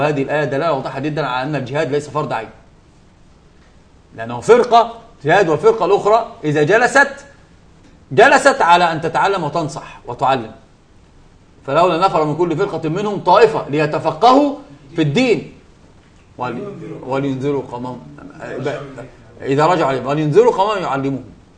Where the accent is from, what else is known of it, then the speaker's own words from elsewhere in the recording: Egypt; يعني ده اسمه العوجان عندنا في مصر بيتعوج فبيتعوج